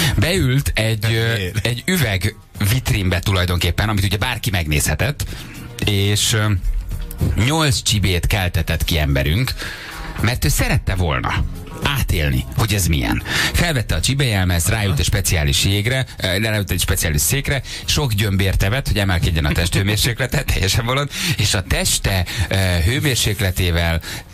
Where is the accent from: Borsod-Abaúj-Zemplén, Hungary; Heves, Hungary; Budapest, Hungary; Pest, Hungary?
Heves, Hungary; Lőrinci; te én Lőrinci vagyok, nem Calgary felsőn születtem